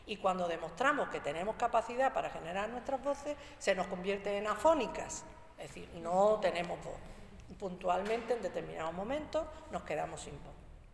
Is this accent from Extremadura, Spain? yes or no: no; Andalusia, Spain; soy mujer andaluza y soberanista.